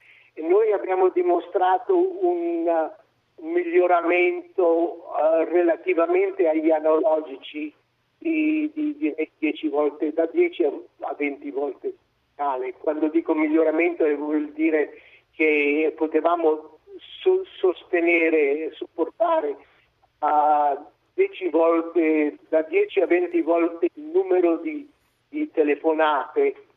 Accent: Boston, Massachusetts, United States; sono cresciuto a Boston, ho fatto tutte le scuole, quasi tutte le scuole a Boston.

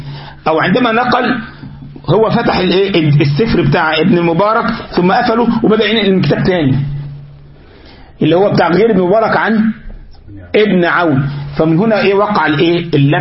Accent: Egypt; الغلط يعني عندنا في مصر يقول لك ايه الحرام اللي بيسيب دليله وراه

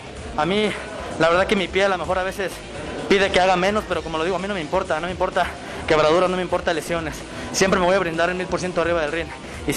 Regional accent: Jalisco, Mexico; Soy de Jalisco, es mi tierra

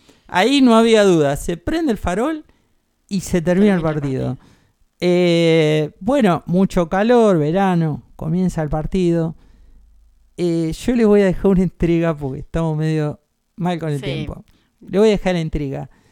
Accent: Caseros, Buenos Aires Province, Argentina; Yo vivía en Caseros, pasé mi infancia en Caseros

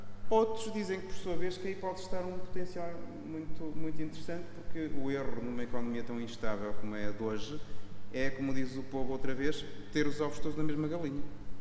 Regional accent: Melgaço, Norte, Portugal; eu sou de Melgaço, portanto sou ultra periférico, quase galego

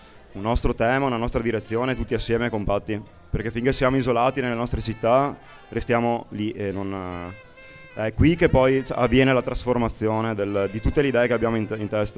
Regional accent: Padua, Veneto, Italy; Da Padova.

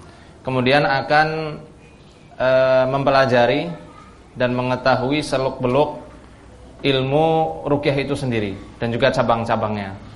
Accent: Purwokerto, Central Java, Indonesia; born there; dari Purwokerto, tempat daerah saya lahir

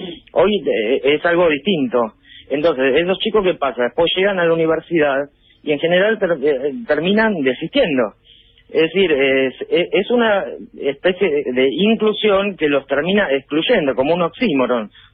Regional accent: Avellaneda, Buenos Aires Province, Argentina; yo soy de Avellaneda y laburé siempre acá.

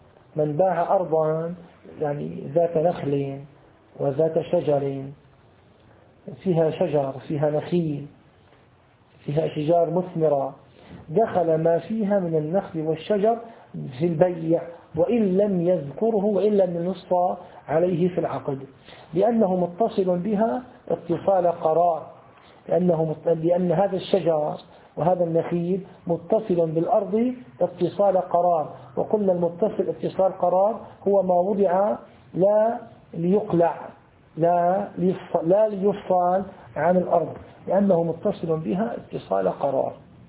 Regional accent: Syria; ومثل نسموه عندنا في سوريا البلوك

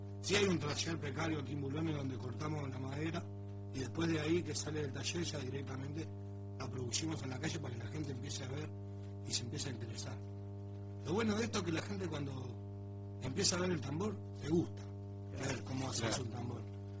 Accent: Uruguay; Sí, yo soy uruguayo.

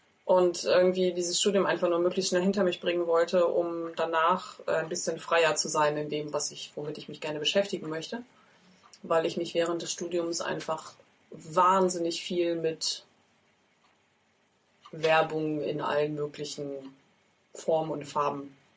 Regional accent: Schwerin, Mecklenburg-Vorpommern, Germany; Ich habe die Hälfte meiner Jugend in Schwerin verbracht

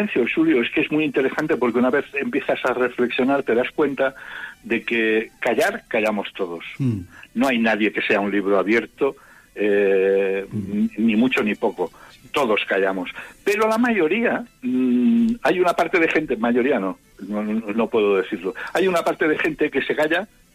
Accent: Molins de Rei, Catalonia, Spain; estás en una localidad que para mí tiene mucho, mucho querer y mucho cariño y que está muy cerca de mi pueblo.

